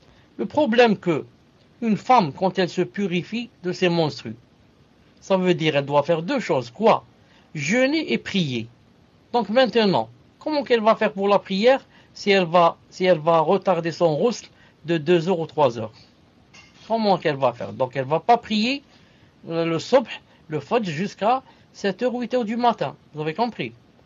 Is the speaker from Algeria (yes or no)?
yes; Algeria; il y a des gens, surtout chez nous en Algérie, par exemple